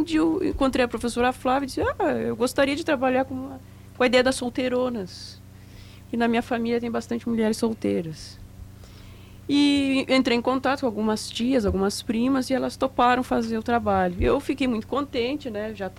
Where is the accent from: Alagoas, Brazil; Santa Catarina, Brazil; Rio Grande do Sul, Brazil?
Rio Grande do Sul, Brazil; Jaguarão; Eu sou natural de Jaguarão.